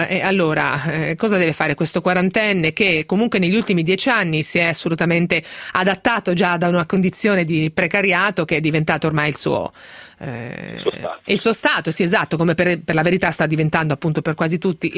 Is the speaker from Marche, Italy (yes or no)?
yes; Marche, Italy; A parte che sono marchigiana, quindi me lo immaginavo.